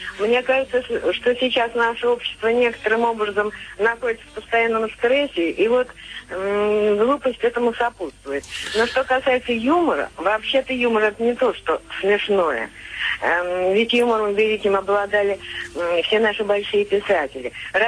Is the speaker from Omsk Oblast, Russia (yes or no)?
no; Tambov, Tambov Oblast, Russia; Да, я из Тамбова.